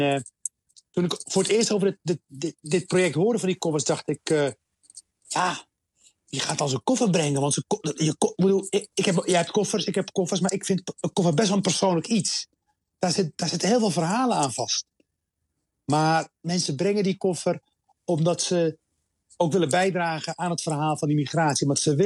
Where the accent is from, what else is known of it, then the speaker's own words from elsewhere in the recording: Rotterdam, South Holland, Netherlands; Ik kom zelf uit Rotterdam. En onze wereld reikt. Rotterdam is eigenlijk de wereld in het klein. Honderden nationaliteiten.